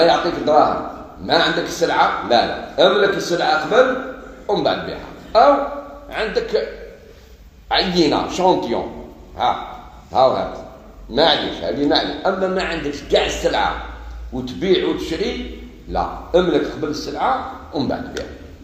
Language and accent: Arabic; Algeria; احنا عندنا في الجزائر نسموها الفجر واللي نصلوها بعدها نسموها الصبح